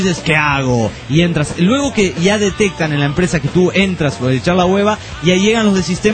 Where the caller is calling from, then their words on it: Venezuela; Hablando sobre los bichos bola, aquí en mi país se llaman coquicos.